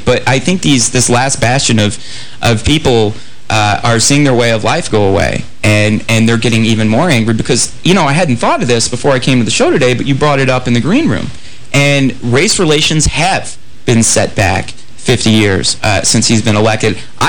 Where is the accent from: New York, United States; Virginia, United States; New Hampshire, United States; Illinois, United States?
New York, United States; No, I mean, you see it in growing up in New York, as I did.